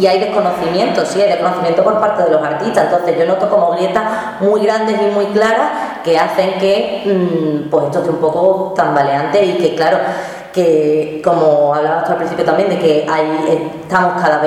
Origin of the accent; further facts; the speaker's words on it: Andalusia, Spain; si nosotros como artistas andaluces estamos creando